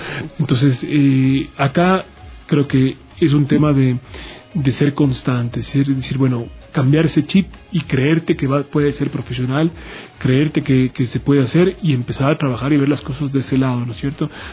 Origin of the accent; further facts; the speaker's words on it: Ecuador; que sepa un poco tu idiosincrasia como ecuatoriano, que le digas, oye, que ganas de un cevichito, ¿no?